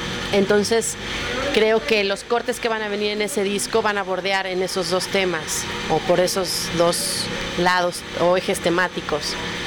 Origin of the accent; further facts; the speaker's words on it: Mexico; también soy una ciudadana, también soy una mexicana lastimada, profundamente herida, profundamente indignada